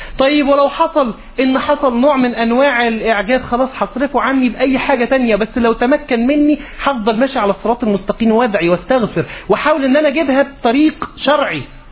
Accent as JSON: {"language": "Arabic", "country": "Egypt", "said": "بمعنى عندنا في مصر بيقولوا ايه"}